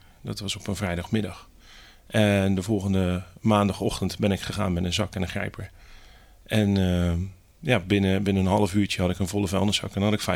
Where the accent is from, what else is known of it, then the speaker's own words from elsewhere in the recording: Hellevoetsluis, South Holland, Netherlands; Ik kom uit Helvoetsluis. Ik ben gewend aan water en natuur om me heen.